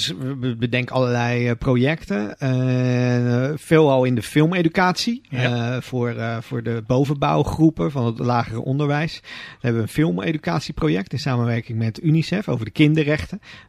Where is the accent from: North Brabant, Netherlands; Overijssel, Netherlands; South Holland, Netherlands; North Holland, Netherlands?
South Holland, Netherlands; Rotterdam; als Rotterdammer dan zijnde. Wat speelt zich af onder die mooiste skyline van Nederland eigenlijk?